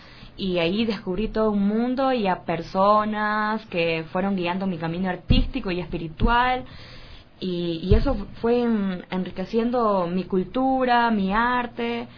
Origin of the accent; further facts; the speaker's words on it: Ecuador; la gente no nos conoce, no sabe que nosotros somos ecuatorianos, que también estamos... saliendo adelante con nuestro arte